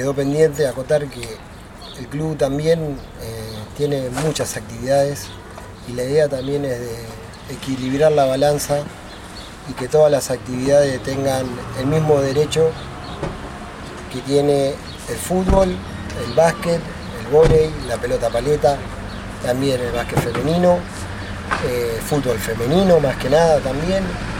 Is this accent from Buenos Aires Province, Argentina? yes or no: yes; Cañuelas, Buenos Aires Province, Argentina; Somos todos buena gente, somos todos de Cañuelas.